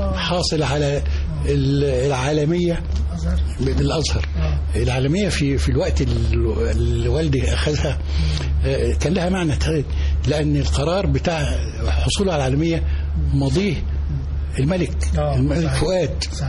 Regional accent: Dakahlia, Egypt; انا راجل من الريف، قرية جنب المنصورة، دخلت منية سندوب، دخلت المدرسة الأولية ثم الابتدائية ثم الثانوية ثم الجامعة.

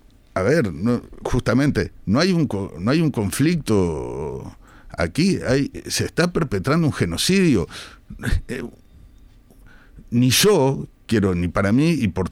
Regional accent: Uruguay; somos uruguayos, y creo que nuestro país esté a la altura de las circunstancias

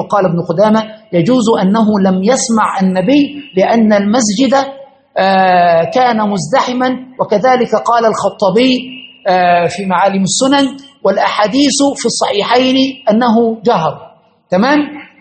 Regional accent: Egypt; وحدث في عندنا في مصر في بداية التسعينات

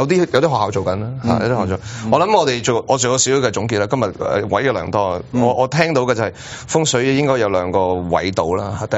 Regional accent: China; 我哋中國人其實講呢一種叫做一進一進啊嘛

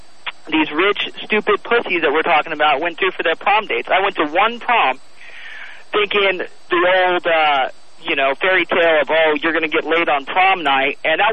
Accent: Dana Point, California, United States; You know, Tom, I grew up in Dana Point, California, which is about 5 miles south of Laguna Beach and kind of the richest area in Orange County.

